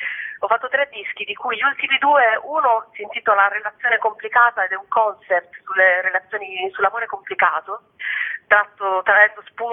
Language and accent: Italian; Bari, Apulia, Italy; anche se io sono di Bari, ho imparato a cantare in emiliano